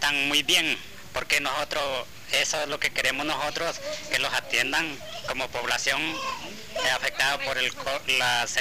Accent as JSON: {"language": "Spanish", "town": "Zancudo", "country": "Honduras", "said": "De la comunidad del Zancudo, Caserío Zancudo, sector Naguatarica."}